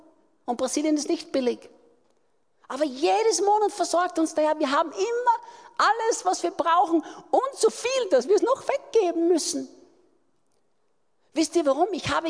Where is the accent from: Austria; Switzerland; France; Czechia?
Austria; Und plötzlich, sagt man das in Deutsch auch so, bei uns in Österreich sagt man es